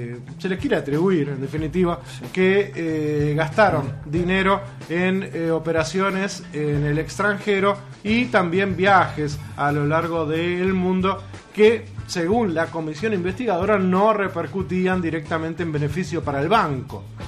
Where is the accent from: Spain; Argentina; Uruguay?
Uruguay; Como uruguayos tenemos que velar por la salud de cada uno de los ciudadanos de este país.